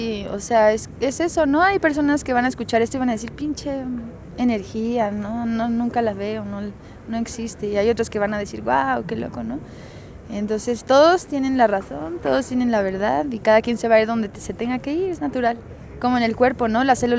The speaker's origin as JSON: {"language": "Spanish", "town": "Puerto Morelos", "region": "Quintana Roo", "country": "Mexico", "tie": "born or raised there", "said": "Es mi banda de allá, yo vengo de Puerto Morelos."}